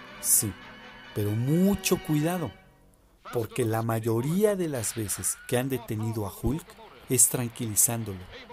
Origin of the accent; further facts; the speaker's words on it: Mexico; Sí, Daniel, somos de México.